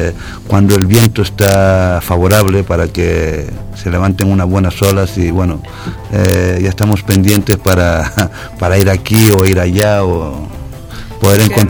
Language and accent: Spanish; Canary Islands, Spain; en mi tierra hay una derecha que mucha gente la considera la mejor derecha de Europa.